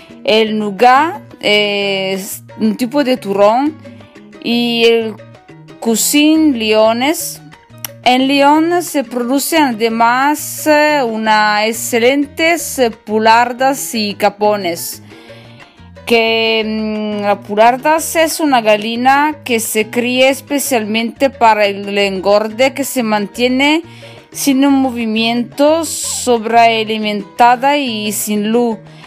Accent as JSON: {"language": "Spanish", "region": "northern Italy", "country": "Italy", "second_language": "Spanish", "said": "yo soy italiana del norte de Italia."}